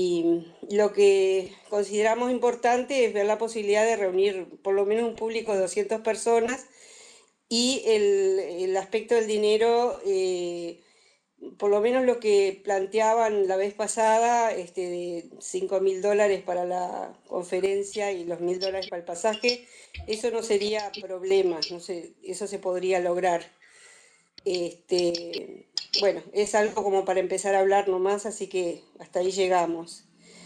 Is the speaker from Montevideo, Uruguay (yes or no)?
yes; Montevideo, Uruguay; de Uruguay, vivo en Montevideo, tengo 63 años, soy médica y estoy jubilándome.